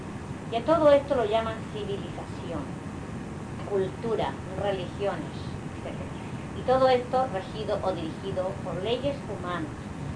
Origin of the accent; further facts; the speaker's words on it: Palma, Balearic Islands, Spain; also born or lived in Inca; Soy mallorquín, nacido en Inca. Pero siempre he residido en Palma.